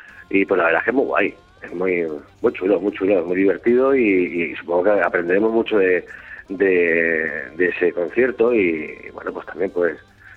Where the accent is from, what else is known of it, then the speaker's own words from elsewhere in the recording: Tarragona, Catalonia, Spain; nosotros somos de aquí, de Tarragona, de Cataluña